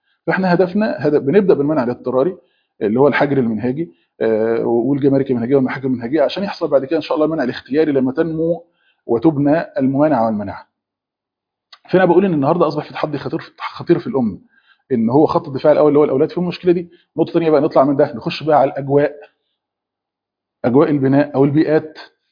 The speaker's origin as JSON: {"language": "Arabic", "country": "Egypt", "said": "مثلا عندنا في مصر لما حصلت الحاجات اللي هي ما بين ايران وما بين اسرائيل دي"}